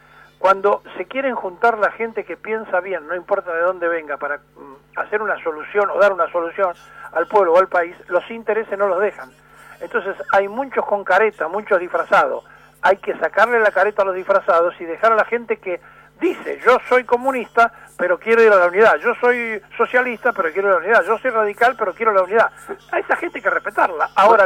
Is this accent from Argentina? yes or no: yes; Argentina; lo que no tienen clara somos los argentinos